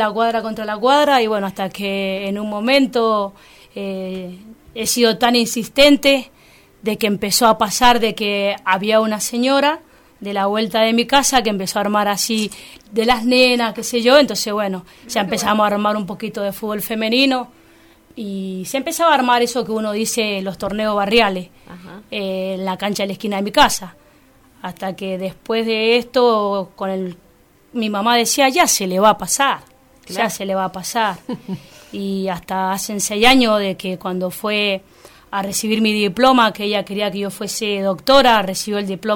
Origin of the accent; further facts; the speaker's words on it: Godoy Cruz, Mendoza, Argentina; Yo soy nacida en Godoy Cruz, un barrio San Francisco del Monte